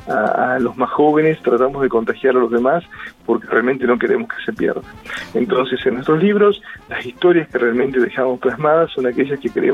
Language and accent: Spanish; General Pico, La Pampa, Argentina; cuando nos incluyeron a nosotros, que somos de Pico